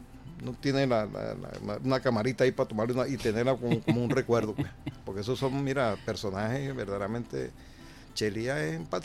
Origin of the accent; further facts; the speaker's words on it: Valle de San Juan, Nueva Esparta, Venezuela; Valle de San Juan, que es, es prácticamente el ícono del pueblo mío, del Valle de San Juan, municipio Díaz